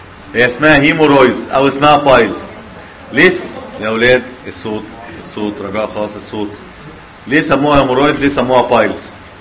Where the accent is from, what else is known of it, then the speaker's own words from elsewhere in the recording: Cairo, Cairo Governorate, Egypt; لما عندنا في القاهره احنا هايلي سبيشاليز.